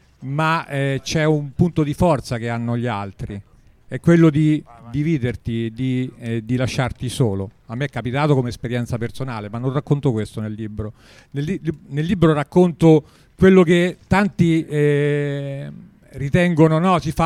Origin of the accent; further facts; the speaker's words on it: Narni, Umbria, Italy; io sono di Narni, a 10 km da Terni